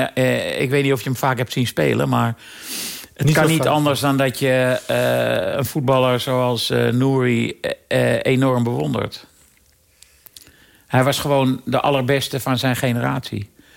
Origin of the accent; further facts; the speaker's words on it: Amsterdam, North Holland, Netherlands; Omdat hij woont misschien een kilometer van het huis af waar ik ben opgegroeid.